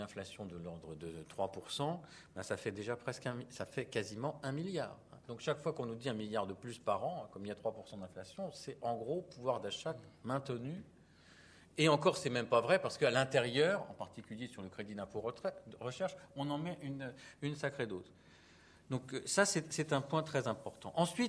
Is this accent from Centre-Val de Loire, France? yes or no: yes; Tours, Centre-Val de Loire, France; je viens de Tours